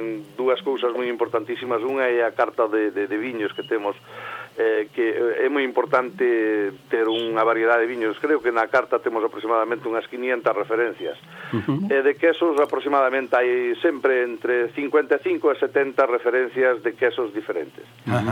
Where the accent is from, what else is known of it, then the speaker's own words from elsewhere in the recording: Galicia, Spain; now in Barcelona, Spain; hai personas que se dedican á hostelería en Barcelona, gracias a Dios, somos moitos galegos que nos dedicamos.